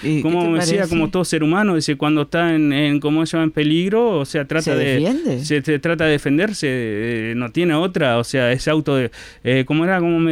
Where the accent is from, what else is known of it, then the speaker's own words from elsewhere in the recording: Bella Unión, Artigas, Uruguay; yo soy de Bella Unión. Nací, me crié dentro del sindicato de Utaca